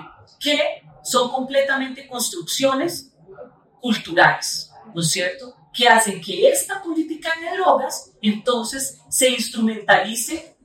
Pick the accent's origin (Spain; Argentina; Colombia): Colombia; moved away as an adult; now in Brazil; luego me voy a vivir a Brasil. Tuve que salir de Colombia por situación de seguridad, por mi trabajo en derechos humanos.